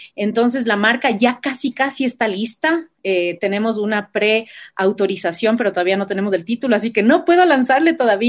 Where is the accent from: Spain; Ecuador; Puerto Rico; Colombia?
Ecuador; desde ponernos la camiseta como ecuatorianos y como embajadores de nuestro chocolate.